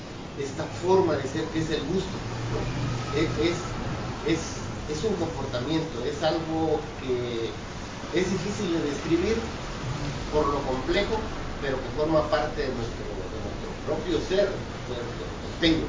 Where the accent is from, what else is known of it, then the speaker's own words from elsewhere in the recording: Pochutla, Oaxaca, Mexico; yo soy de Pochutla. Pues es esta misma costa, ¿no? De aquí hasta Huatulco